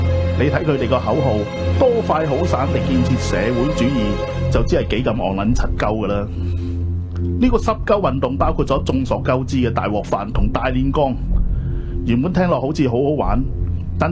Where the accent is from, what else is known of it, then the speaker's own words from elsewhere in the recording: Hong Kong; 咪又係要我哋香港人咯。